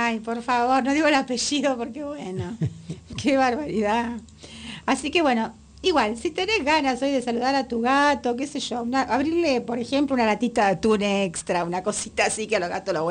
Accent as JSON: {"language": "Spanish", "region": "Buenos Aires", "country": "Argentina", "said": "las murgas de Buenos Aires, especialmente la de Saavedra, de donde soy yo"}